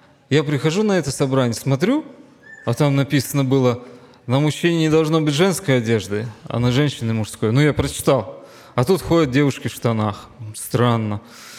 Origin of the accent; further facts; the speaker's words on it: Pavlodar, Pavlodar Region, Kazakhstan; Я вырос в Павлодаре, в Казахстане.